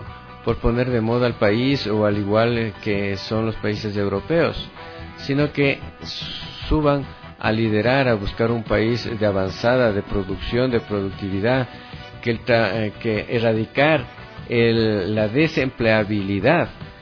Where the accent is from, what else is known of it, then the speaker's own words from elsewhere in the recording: Ecuador; como un ecuatoriano más, en buscar una misión y una visión para todos los ecuatorianos